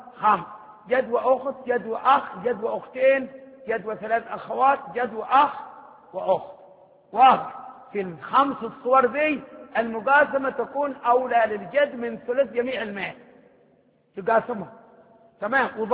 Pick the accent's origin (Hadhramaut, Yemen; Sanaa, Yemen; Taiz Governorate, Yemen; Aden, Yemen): Hadhramaut, Yemen; احنا من حضرموت، حضرموت كمان صبامة الشمس